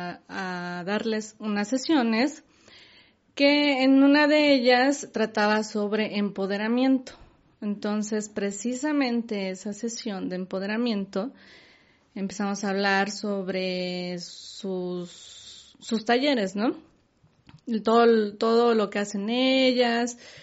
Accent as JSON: {"language": "Spanish", "country": "Mexico", "said": "somos pocos los mexicanos que hacemos cosas para ayudar a otros mexicanos"}